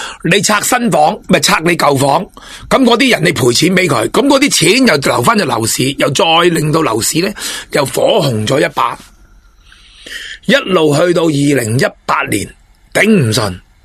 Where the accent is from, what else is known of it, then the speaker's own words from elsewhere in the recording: China; 我哋中国人最勇武啦